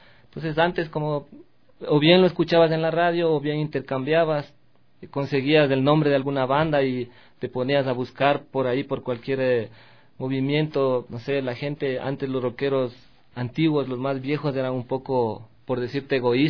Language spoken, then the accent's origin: Spanish; Sangolquí, Pichincha, Ecuador; yo soy de Sangolquí, pero casi a partir del colegio, desde segundo curso, vine a estudiar acá a Quito